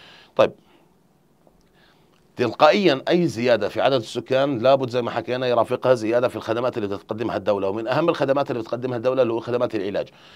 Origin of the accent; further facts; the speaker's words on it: Jordan; واحنا عندنا في الاردن يعني بصراحه